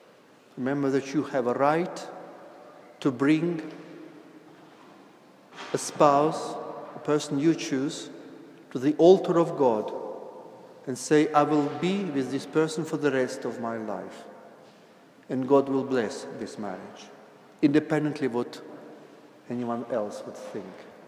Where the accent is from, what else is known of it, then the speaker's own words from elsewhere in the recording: Russia; English is a second language; I was brought up in Soviet Union